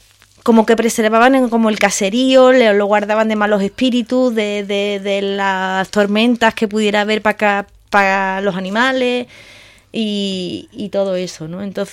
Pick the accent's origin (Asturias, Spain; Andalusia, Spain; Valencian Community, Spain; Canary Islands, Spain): Andalusia, Spain; Marbella; yo soy de ciudad, o sea, yo soy de Marbella, entonces yo de ovejas no tenía ni idea.